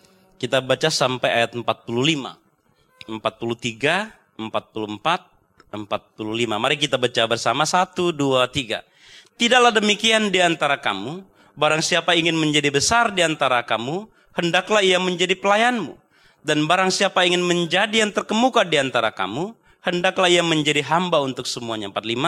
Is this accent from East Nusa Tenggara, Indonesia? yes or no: no; North Sumatra, Indonesia; mesti dibujuk dulu, saya orang Batak